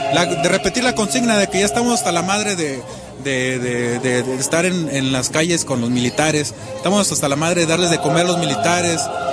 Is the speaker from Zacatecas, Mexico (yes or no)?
no; Tamaulipas, Mexico; De Tamaulipas.